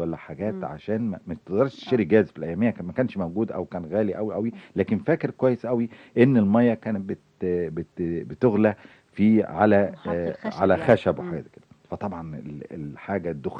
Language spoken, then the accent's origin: Arabic; Cairo, Cairo Governorate, Egypt; أنا قاهري مولود في حي بولاء، حي عمال وحي عمل يعني ونشاط كله.